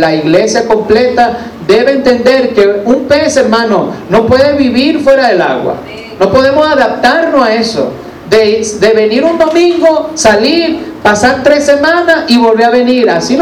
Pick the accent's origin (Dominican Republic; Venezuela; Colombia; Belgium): Venezuela; Vargas; born there; los que nacimos en Vargas, de tener ese mar allí tan hermoso.